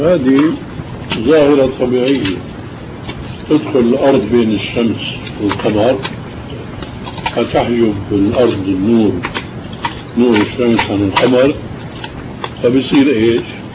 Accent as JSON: {"language": "Arabic", "country": "Syria", "said": "مثلا عندنا بالشام كان في خرافة"}